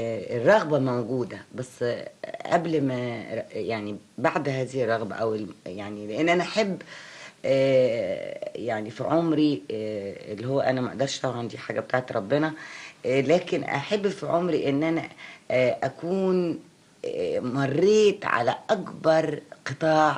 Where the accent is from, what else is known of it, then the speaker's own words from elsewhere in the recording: Egypt; فأنا مواطنة مصرية أولا وأخيرا.